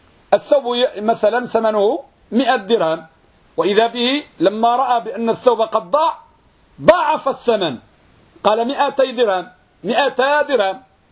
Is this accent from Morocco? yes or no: yes; Morocco; لأن يعتقد أن عندنا في المغرب وماشي غير في المغرب فقط يقول الغرامة حرام